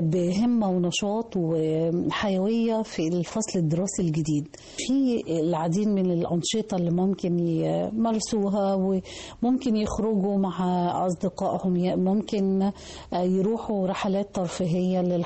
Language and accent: Arabic; Egypt; الحاجات الجميلة اللي هي بتميزنا كمصريين